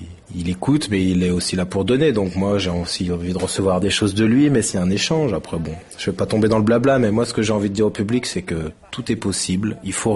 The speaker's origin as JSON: {"language": "French", "town": "Grenoble", "region": "Auvergne-Rhône-Alpes", "country": "France", "tie": "born or raised there", "said": "c'était un tout petit spectacle que j'allais faire pour la première fois dans un gymnase près de chez moi à Grenoble. Et ma mère m'avait amené et j'étais ultra stressé."}